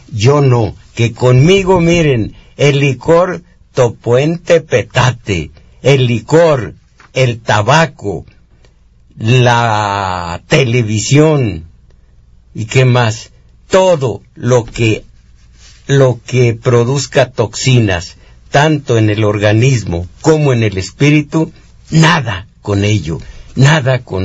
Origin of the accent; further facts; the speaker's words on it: Mexico; Las clases altas no viven en México, espiritualmente viven en Europa y en Estados Unidos, pero esto somos los mexicanos.